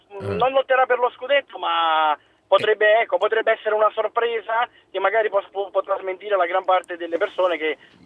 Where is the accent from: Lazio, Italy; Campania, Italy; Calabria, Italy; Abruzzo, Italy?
Campania, Italy; Naples; now in Milan, Italy; da Milano, ma sono napoletano, tifoso del Napoli